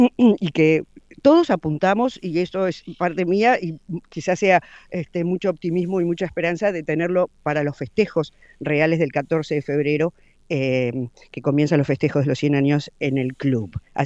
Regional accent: Uruguay; nosotros como uruguayos estamos muy orgullosos siempre

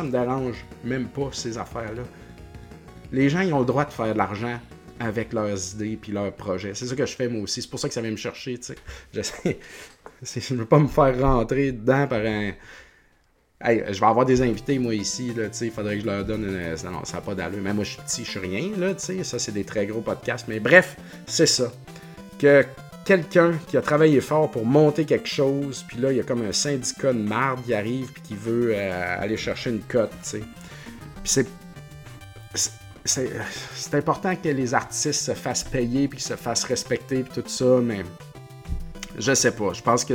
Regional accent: Quebec, Canada; je prends pour l'équipe québécoise, canadienne, de où je viens, tu sais, Montréal. Et puis, je viens de la Beauce

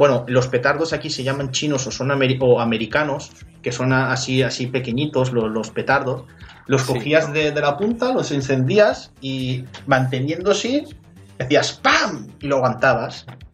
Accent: Valencian Community, Spain; yo como valenciano, 2 o 3 petardos

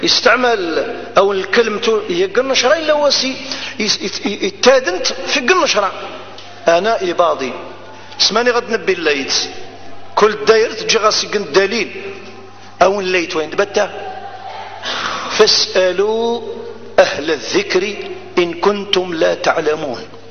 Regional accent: Ghardaïa Province, Algeria; أنا جزائري. فكل الجزائريين إخوان

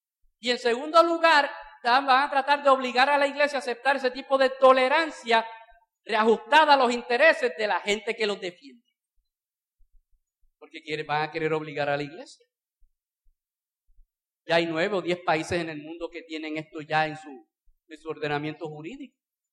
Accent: Bayamón, Puerto Rico; Yo no sé cómo ha sido por Arecibo, yo soy de Bayamón, aquello es un asador.

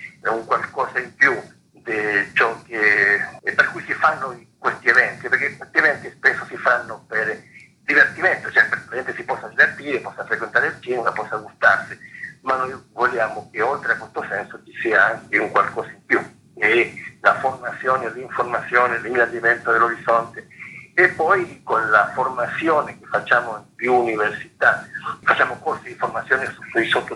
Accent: Chile; ciò che sta avvenendo oggi nel mio paese, visto che io sono un cileno, no?

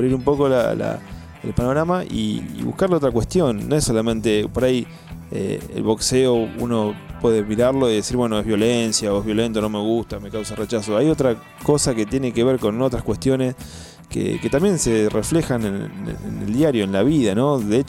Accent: Argentina; Como argentinos y como sociedad.

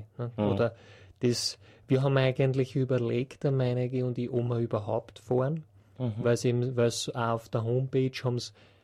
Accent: Vienna, Austria; Wir sind auch aus Wien, ja.

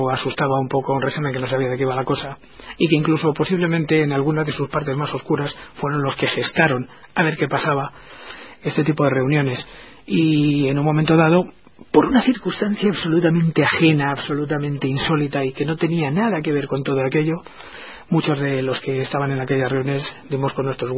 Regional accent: El Escorial, Community of Madrid, Spain; Yo, como persona que aunque no haya nacido, sí tengo mi origen y mi juventud y mi niñez en el Escorial, que es un lugar de poder

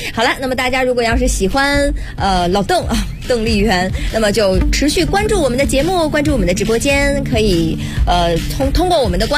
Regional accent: Northeast China, China; 我作为一个东北人，感觉到迷之亲切，以为见到了老乡。

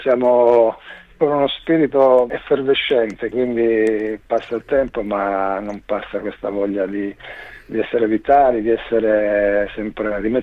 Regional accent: Strongoli, Calabria, Italy; Abbiamo suonato in particolare in provincia di Crotone, Strongoli, che è il mio paese d'origine

